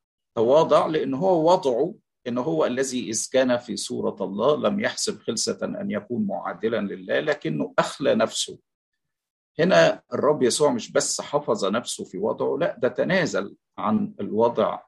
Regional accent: Egypt; بحسب التعبير اللي نقوله في بلادنا مصر يعني،

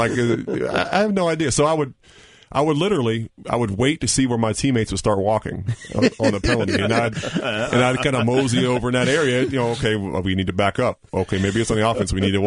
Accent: Pittsburgh, Pennsylvania, United States; I was a big Steeler fan growing up in Pittsburgh.

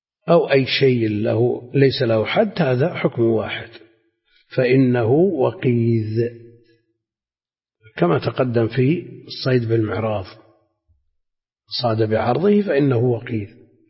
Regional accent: Najd, Saudi Arabia; ما يعرف عندنا في نجد مثلا

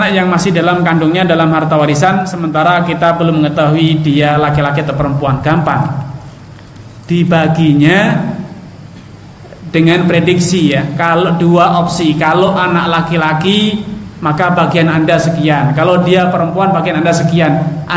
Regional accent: Java, Indonesia; born there; kenapa saya dilahirkan di sini, di Jawa ya, sehingga saya kejawen-jawenan gini.

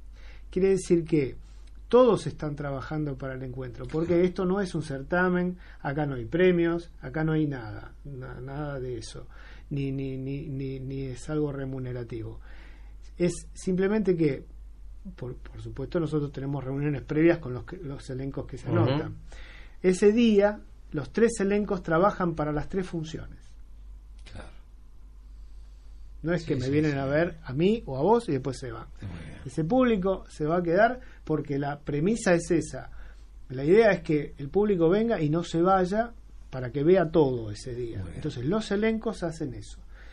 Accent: Avellaneda, Buenos Aires Province, Argentina; born there; nosotros somos los que nacimos en Avellaneda, somos tan porteños como los que han nacido en Buenos Aires, porque estamos cerca del puerto, porque estamos en la zona de puerto, porque estamos al lado de un río, que es el Riachuelo

